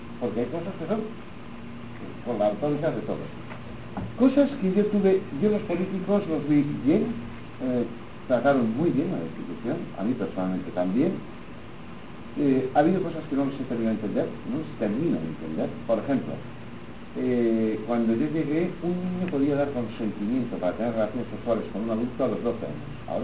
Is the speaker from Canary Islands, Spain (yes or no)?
no; Estella, Navarre, Spain; Pues yo no soy taurina, pero soy de Estella, hombre, algún encierro hemos corrido.